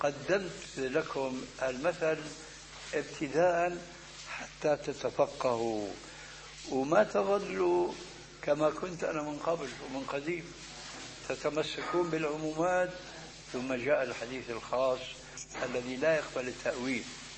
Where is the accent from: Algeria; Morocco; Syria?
Syria; كما يقولون عندنا في الشام بدنا نشطح